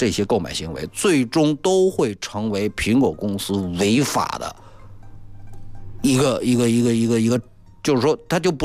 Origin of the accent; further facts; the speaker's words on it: China; 作为中国人